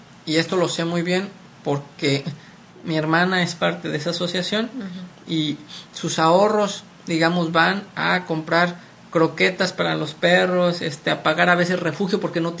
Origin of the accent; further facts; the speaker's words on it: Morelia, Michoacán, Mexico; es una asociación de personas que viven en mi estado natal, Michoacán, y en particular en mi ciudad natal, Morelia.